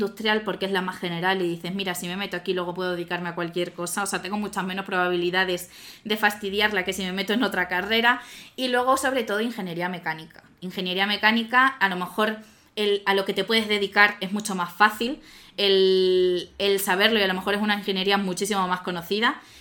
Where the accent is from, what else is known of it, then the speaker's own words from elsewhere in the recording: Badajoz, Extremadura, Spain; moved away as an adult; now in Madrid, Spain; yo me vine aquí a estudiar de Madrid, yo soy de Badajoz.